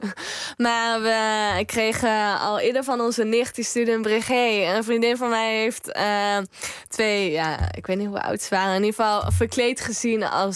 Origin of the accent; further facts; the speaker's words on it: North Brabant, Netherlands; Nee, als Brabanders zit dat erin.